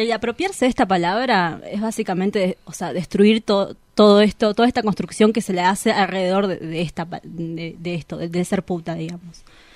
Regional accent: Bolivia; now in Argentina; De Bolivia.

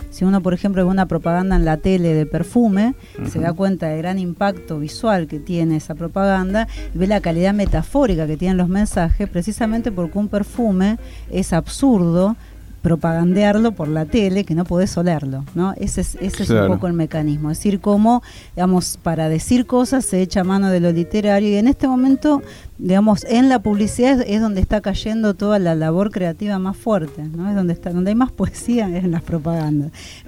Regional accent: Argentina; Nosotros como argentinos sabemos que el siglo XX

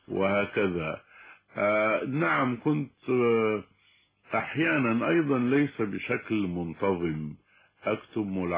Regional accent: Sudan; عندنا في السودان الابتدائي هي المرحلة التالية للمرحلة الأولية

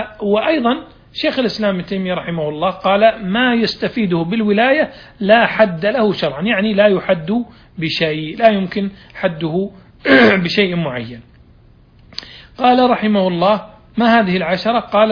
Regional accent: Saudi Arabia; والآن يعني في عندنا في المملكة العربية السعودية صار عندنا قضاء التنفيذ

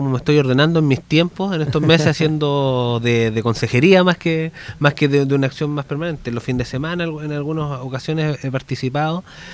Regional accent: Biobío, Chile; Capel Bajo, Agüita la Perdiz. O sea, ese es el mundo del cual vengo.

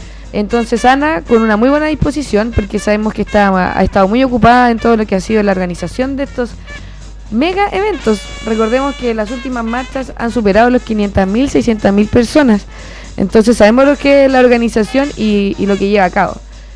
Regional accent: Chile; Nosotros como chilenos y chilenas también sabemos, y como gente que habita este territorio, lo que significa lidiar constantemente con catástrofes naturales

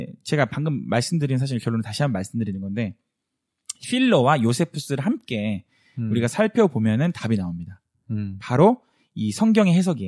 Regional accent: South Korea; now in United States; 우리끼리 한국 사람들끼리 미국에서 똘똘 뭉치면

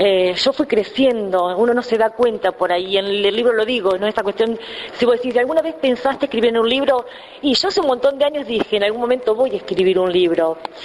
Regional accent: Saladillo, Buenos Aires Province, Argentina; porque hablo de Saladillo y soy de Saladillo, digo, ¿no?

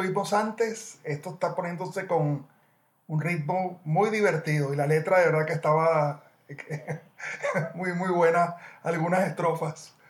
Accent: Venezuela; Durante mi niñez en Venezuela

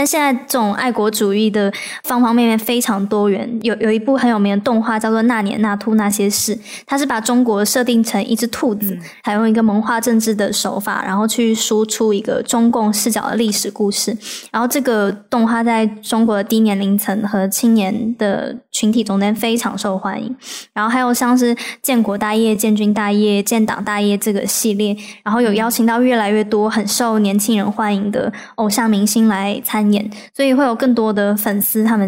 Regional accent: Taiwan; also born or lived in China; 我一般一开始就会讲说我是台湾人，进一步聊天的时候我就会再跟他们讲我妈妈是人，然后我的成长的过程。

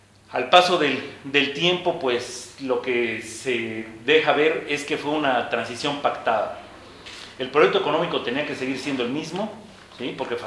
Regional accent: Chiapas, Mexico; vengo del estado de Chiapas, México.

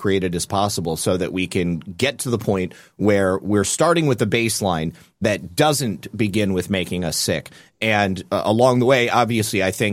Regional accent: Michigan, United States; also born or lived in Ohio; I was born and raised in Michigan, and Lisa and I lived in Ohio for a couple of years, too, because that's where she's from.

